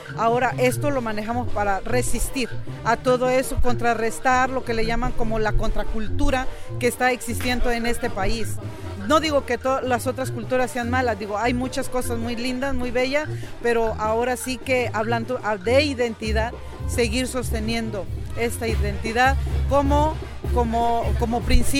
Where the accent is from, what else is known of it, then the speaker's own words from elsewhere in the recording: Oaxaca, Mexico; para poder mantener ahora sí que nuestra identidad como oaxaqueños a través ahora sí de los años migratorios que llevamos.